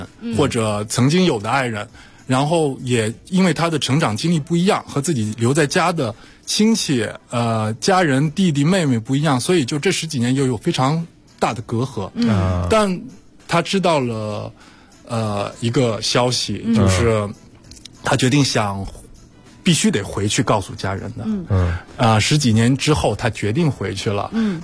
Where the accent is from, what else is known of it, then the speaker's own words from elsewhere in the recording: France; 虽然我是在法国长大，但是家庭还是一个中国家庭